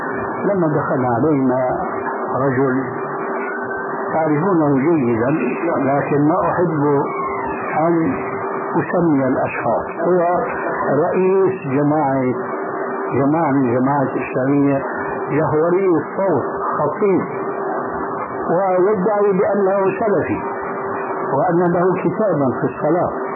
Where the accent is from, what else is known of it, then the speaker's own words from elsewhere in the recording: Syria; وقد وجد الشيخ عندنا في سوريا ألف رسالة